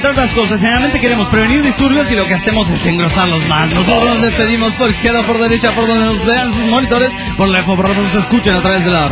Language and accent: Spanish; Catamarca, Argentina; soy de Catamarca, Argentina.